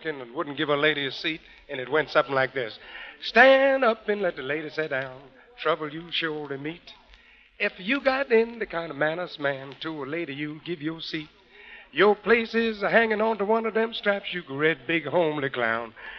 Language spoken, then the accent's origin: English; Richmond, Virginia, United States; Well, it was back in my hometown in Richmond, Virginia. I used to shell peas for 2 cents a quart.